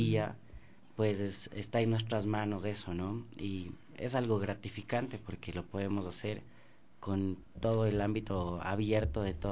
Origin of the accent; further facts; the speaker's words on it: Ecuador; Nosotros somos ecuatorianos, pero a pesar de ser ecuatorianos no estamos lejos de ser hermanos en la comunidad andina